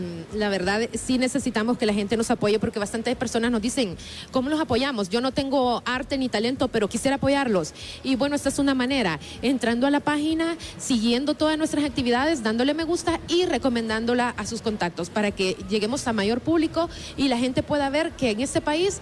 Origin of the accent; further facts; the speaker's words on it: Honduras; este tipo de apoyo es el que necesitamos como hondureños